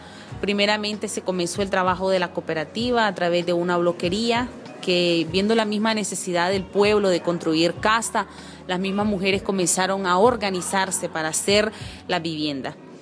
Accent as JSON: {"language": "Spanish", "town": "Mulucucú", "region": "North Caribbean Coast Autonomous Region", "country": "Nicaragua", "said": "como lo dije anteriormente, soy de Nicaragua y vengo de un pueblito chiquito llamado Mulucucú, que se llama Mulucucú, ¿verdad? Es un habla mayagna de nuestro pueblo."}